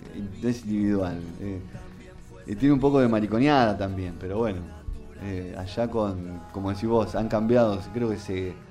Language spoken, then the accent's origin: Spanish; Argentina; somos participativos los argentinos, ¿viste? Somos muy participativos.